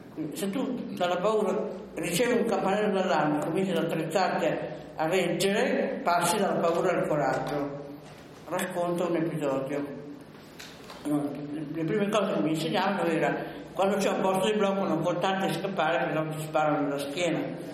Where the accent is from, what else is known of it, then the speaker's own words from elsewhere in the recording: Novara, Piedmont, Italy; born there; Io sono nata a Novare, come è noto, un po' dopo le guerre puniche